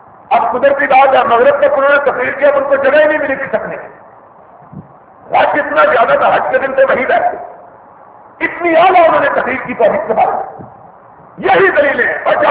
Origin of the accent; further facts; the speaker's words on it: Sialkot, Punjab, Pakistan; میں بھی ضلع سیالکوٹ کا رہنے والا ہوں, سیالکوٹ کا.